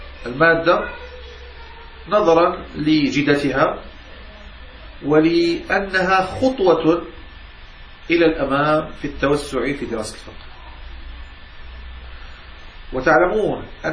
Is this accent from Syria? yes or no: no; Morocco; وكما يفعل عندنا في المغرب